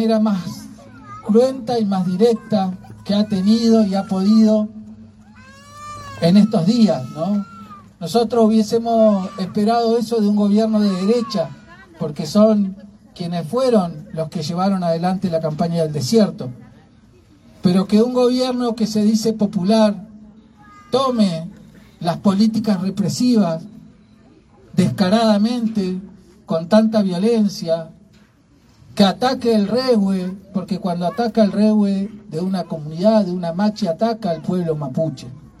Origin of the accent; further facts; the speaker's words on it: Valcheta, Río Negro, Argentina; born there; nací allá en Balcheta, el primer campo de concentración de la Argentina.